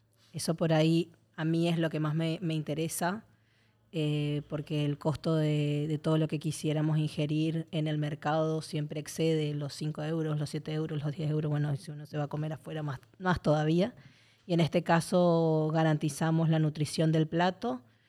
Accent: Argentina; Bueno, yo soy argentina, entonces tengo como ahí una cosa emocional con la olla popular

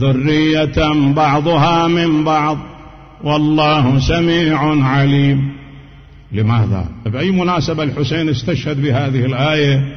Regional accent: Najaf, Najaf Governorate, Iraq; كما كان عندنا في النجف

